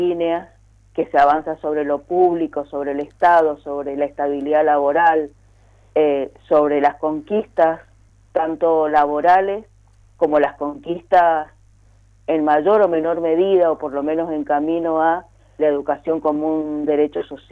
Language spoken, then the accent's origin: Spanish; Mendoza, Argentina; tenemos que salir como pueblo mendocino en su conjunto a rechazarlo.